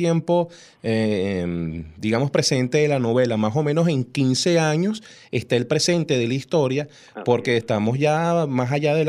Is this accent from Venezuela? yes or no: yes; Venezuela; que pueden o podemos superar como venezolanos para tener justamente eso, un país de porvenir